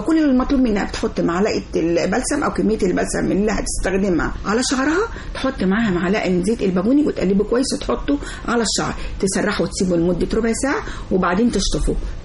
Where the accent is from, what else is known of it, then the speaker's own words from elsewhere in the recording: Egypt; فطبعا احنا مصريين بنحب الحاجات دي